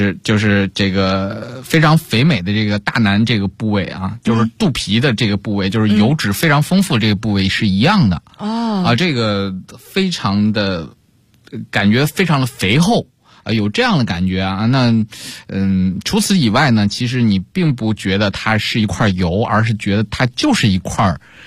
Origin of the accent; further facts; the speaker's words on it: Beijing, China; 有点像你说我们北京人喜欢吃甜，喜欢吃酱油啊